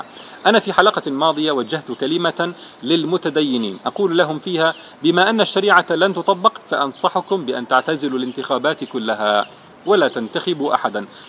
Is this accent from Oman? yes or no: no; Jordan; أنا لست مصريا، أنا أردني لكني زرت مصر مرارا وكثير من أصدقائي مصريون